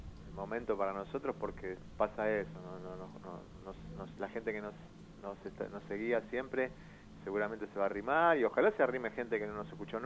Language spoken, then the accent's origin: Spanish; Paso del Rey, Buenos Aires Province, Argentina; Somos de Paso del Rey.